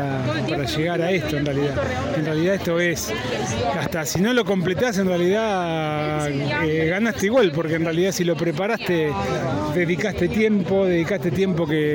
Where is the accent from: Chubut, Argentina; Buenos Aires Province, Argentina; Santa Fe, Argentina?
Santa Fe, Argentina; Rosario; Hola, hola, yo vengo de Rosario.